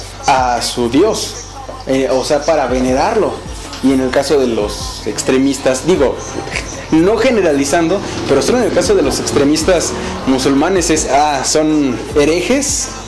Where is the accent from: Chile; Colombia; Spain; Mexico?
Mexico; nosotros como mexicanos, o la mayoría, se nos inculcó el catolicismo por la zona geográfica en la que vivimos.